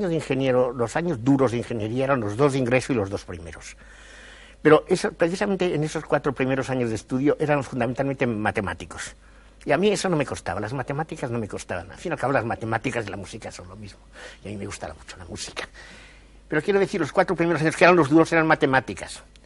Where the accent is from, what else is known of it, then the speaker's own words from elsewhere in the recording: Basque Country, Spain; first language Basque; Spanish is a second language; Bueno, yo de niño no hablaba el castellano, hablaba el euskera.